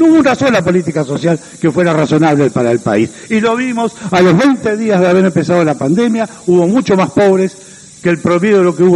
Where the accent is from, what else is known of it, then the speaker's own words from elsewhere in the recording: Uruguay; nosotros los uruguayos, como verdaderos uruguayos, no las podemos tolerar.